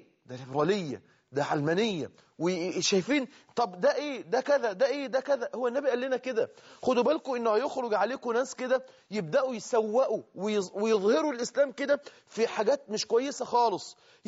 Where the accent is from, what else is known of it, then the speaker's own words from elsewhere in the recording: Egypt; اللي احنا بنسميها عندنا كده في اللغة الدارجة عندنا في مصر